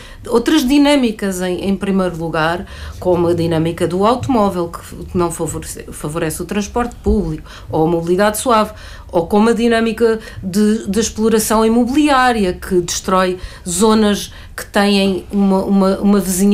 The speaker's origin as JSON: {"language": "Portuguese", "region": "Lisbon", "country": "Portugal", "tie": "born or raised there", "said": "Nós que crescemos em Lisboa, eu cresci em Lisboa, brincava na rua."}